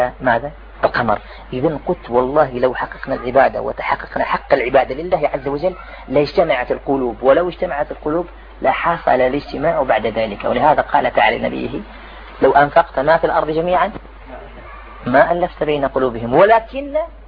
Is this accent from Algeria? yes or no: yes; Algeria; كان فيها أنا جزائري